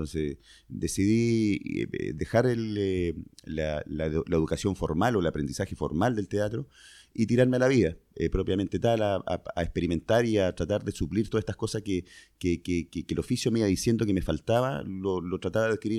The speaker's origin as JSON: {"language": "Spanish", "town": "Concepción", "region": "Biobío", "country": "Chile", "tie": "born there", "said": "yo originalmente nací en Concepción, que es una ciudad que está en Concepción, una ciudad que está en la octava región en Chile. Ahí nací..."}